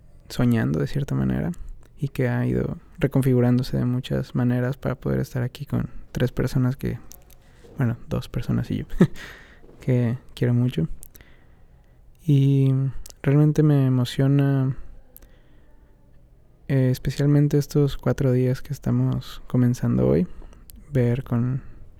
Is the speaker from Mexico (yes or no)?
yes; Mexico; también vengo de México